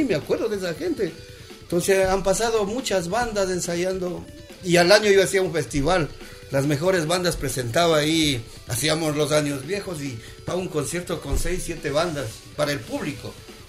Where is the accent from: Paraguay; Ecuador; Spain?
Ecuador; nos hemos apoyado como ecuatorianos, pero yo nunca pensé que yo iba a salir así a España